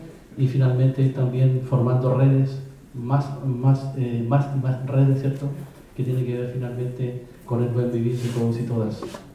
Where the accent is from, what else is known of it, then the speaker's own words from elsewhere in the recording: Araucanía, Chile; Quería mostrarle un mapa de donde yo vengo, que es la novena región, el sur de Chile